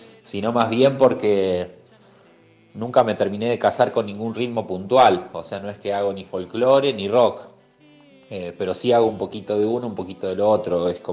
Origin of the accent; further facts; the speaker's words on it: San Luis, Argentina; also born or lived in Santa Fe; now in Villa La Bolsa, Argentina; Soy santafesino de nacimiento, criado en San Luis y actualmente vivo en Villa La Bolsa, en las sierras de Córdoba.